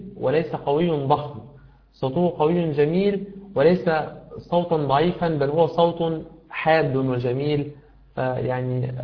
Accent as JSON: {"language": "Arabic", "country": "Egypt", "said": "كما يقول بعض المشايخ عندنا في مصر ثلاث الذهب"}